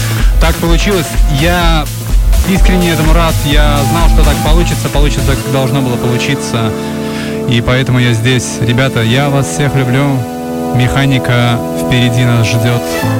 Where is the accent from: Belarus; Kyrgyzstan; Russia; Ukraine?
Belarus; Я народная, бо я народился и вырос в Беларуси.